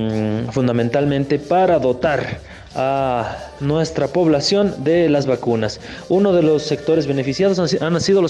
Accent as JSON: {"language": "Spanish", "country": "Bolivia", "said": "Esa fue la segunda polémica que nos cohesionó también como bolivianos."}